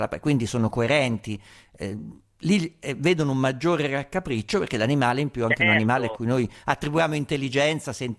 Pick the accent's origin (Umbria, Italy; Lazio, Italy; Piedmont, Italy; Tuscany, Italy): Umbria, Italy; Ma io vengo dall'Umbria, sai quanti maiali ho visto ammazzare